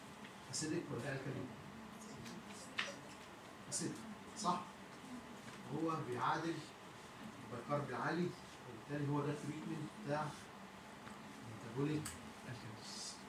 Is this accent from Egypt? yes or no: yes; Egypt; بس للاسف مش موجود عندنا في مصر